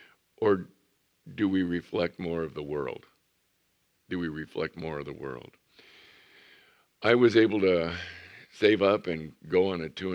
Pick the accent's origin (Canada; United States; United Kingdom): United States; El Centro, California; And so I'm from El Centro.